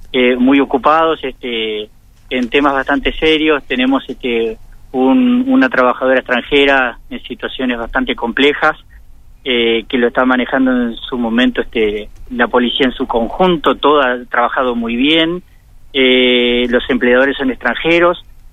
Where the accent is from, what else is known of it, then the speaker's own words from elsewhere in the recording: Uruguay; no nos gustaría a nosotros como uruguayos estar en un país en situaciones complejas